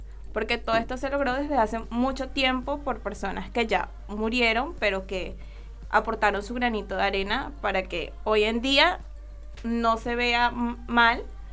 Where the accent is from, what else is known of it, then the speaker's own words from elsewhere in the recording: Venezuela; now in Argentina; Venezuela.